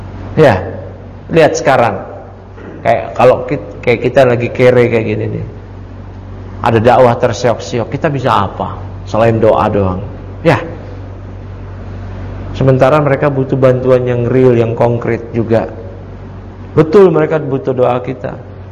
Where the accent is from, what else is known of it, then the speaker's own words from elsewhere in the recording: Matraman, Jakarta, Indonesia; kalau bahasa kita dulu di kampung saya di Matraman